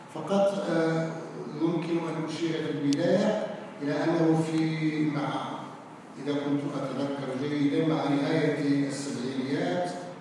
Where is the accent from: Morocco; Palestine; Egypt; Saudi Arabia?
Morocco; شكرا للذين استضافوا وطني، وشكرا للذين استضافوني أنا وزملائي المثقفين من المغرب